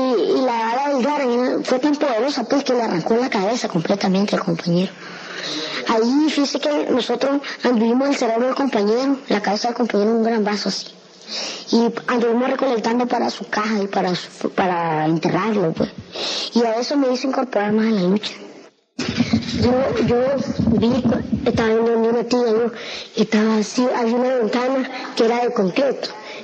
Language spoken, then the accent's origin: Spanish; Masaya, Nicaragua; De Masaya.